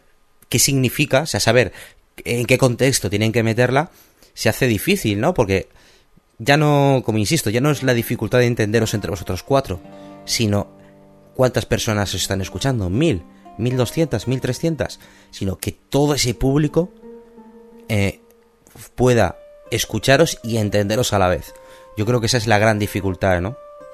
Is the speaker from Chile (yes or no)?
no; Spain; que somos todos de España. Somos 7 españoles y un venezolano